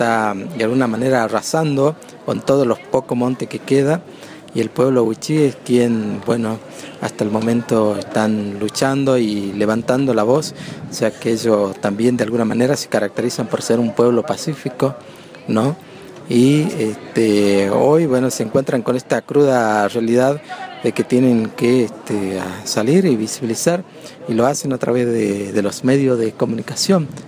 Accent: Tartagal, Salta, Argentina; yo soy comunicador indígena del pueblo Nación Guaraní y vengo de Tartagal, Salta.

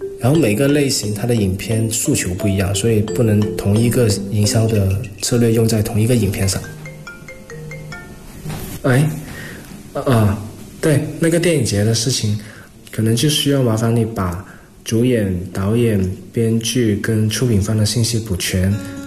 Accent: Guangdong, China; moved away as an adult; now in Beijing, China; 我是广东人，其实更多喜欢看港产片

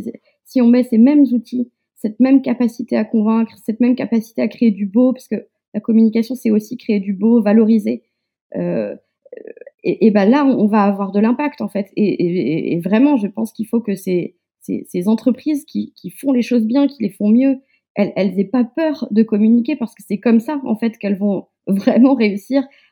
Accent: Le Mans, Pays de la Loire, France; Je suis du Mans

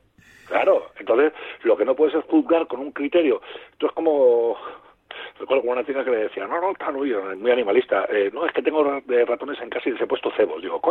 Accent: Guadalajara, Castilla-La Mancha, Spain; Mira, yo soy de Guadalajara.

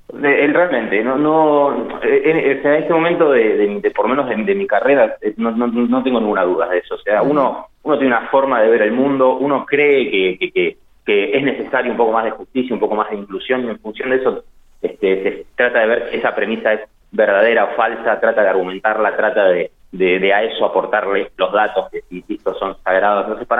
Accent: Buenos Aires, Argentina; born there; moved away; Yo soy porteño, yo digo que soy fueguino, pero soy porteño de nacimiento, pero soy fueguino en realidad, hace 4 años.

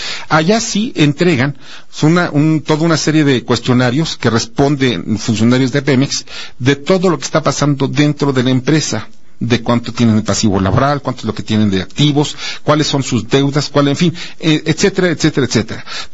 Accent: Mexico; Los accionistas somos todos los mexicanos, punto.

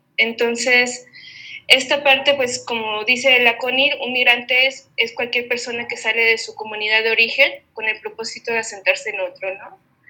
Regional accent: Mexico; como por ejemplo que yo soy mexicana

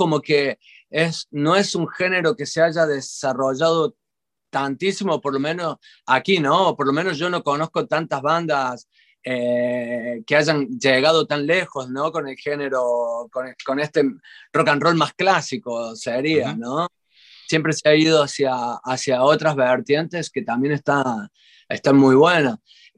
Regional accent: Córdoba, Argentina; now in Spain; de Argentina, de Córdoba, Argentina, de donde soy.

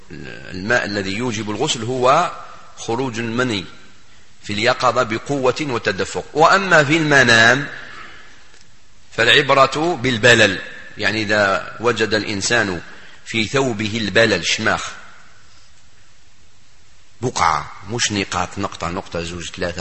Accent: Algeria; وكان واحد المثل موجود عندنا في الجزائر وكانوا يعلموهن حتى كي كنا صغار

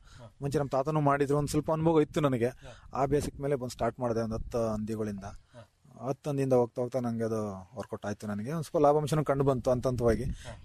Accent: Chatranahalli, Karnataka, India; ನನ್ನ ಊರು ಛತ್ರನಹಳ್ಳಿ, ಬೈಲಹಳ್ಳಿ ಫಸ್ಟ್, ನಮ್ದು ಹಾಸನ ತಾಲೂಕು, ಹಾಸನ ಡಿಸ್ಟಿಕ್ಟ್.

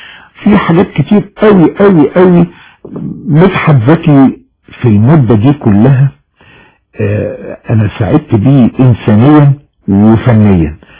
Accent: Alexandria, Alexandria Governorate, Egypt; now in Cairo, Egypt; جيت من اسكندرية علشان أركز نشاطي يعني فني في القاهرة، فجيت على تقريبا سنة 73.

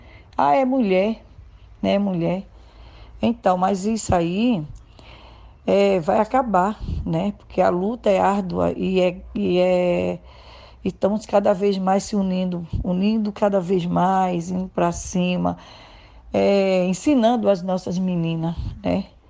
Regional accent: Jaboatão dos Guararapes, Pernambuco, Brazil; now in São Paulo, Brazil; tenho 51 anos, sou natural de Jaboatão dos Guararapes, é uma cidade de Recife, Pernambuco. Há 27 anos atrás, eu vim para São Paulo, aqui para uma comunidade chamada Jardim Pantanal, hoje é União de Vila Nova

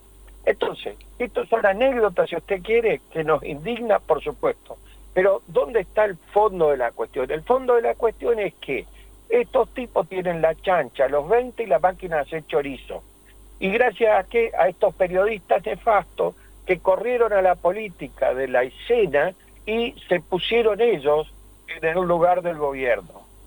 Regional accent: Argentina; ¿esto qué nos implica a nosotros como ciudadanos argentinos?

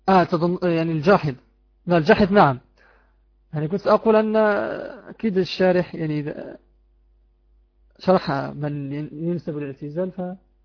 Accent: Morocco; نسيت كتاب يدرس عندنا في المغرب في السنة الأولى ثانوي أو الثانية ثانوي

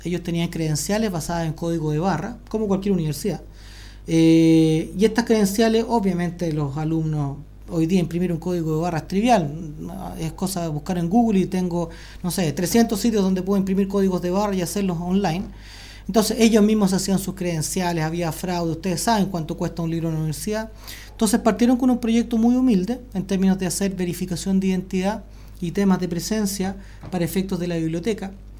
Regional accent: Chile; A ver, en Chile, en mi país, nosotros tenemos una característica

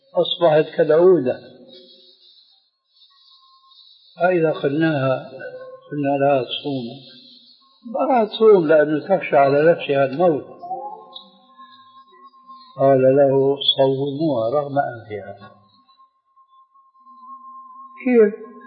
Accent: Damascus, Damascus Governorate, Syria; عندنا في دمشق يومئذ

